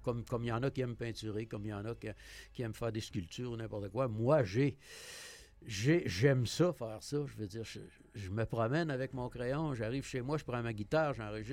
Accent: Quebec, Canada; j'étais tout petit. Je connais connaissais absolument rien dans ça. Je venais de l'Abitibi.

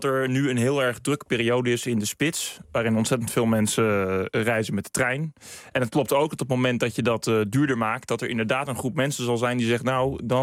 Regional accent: Den Helder, North Holland, Netherlands; Ja, ik kom uit Den Helder en dat is toch een behoorlijk stuk. En hiervoor werkte ik ook in Den Helder

